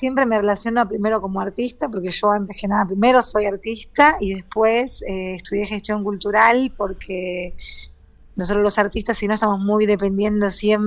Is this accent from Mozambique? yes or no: yes; Mozambique; pues crecí en Mozambique